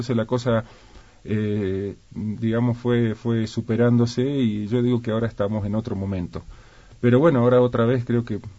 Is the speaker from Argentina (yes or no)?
yes; Argentina; moved away; Soy abogado, soy argentino, hace 22 años que vivo aquí, y estoy casado, tengo 3 hijas, mujeres.